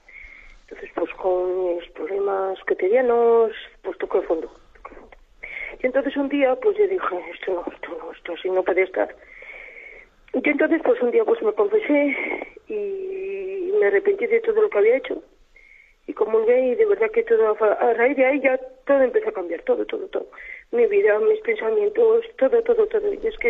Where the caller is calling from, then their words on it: Logroño, La Rioja, Spain; de Logroño.